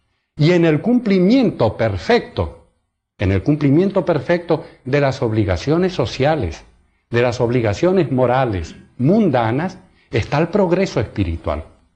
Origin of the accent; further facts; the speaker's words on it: Argentina; En mis viajes y también en mi país, en Argentina